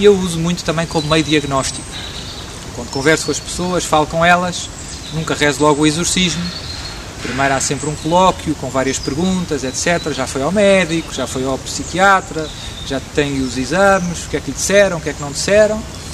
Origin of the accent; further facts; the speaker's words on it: Portugal; Nós somos portugueses.